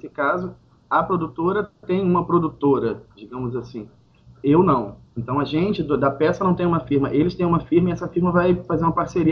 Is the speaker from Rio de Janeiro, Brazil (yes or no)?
yes; Santo Antônio de Pádua, Rio de Janeiro, Brazil; É interior do Rio, divisa com Minas Gerais.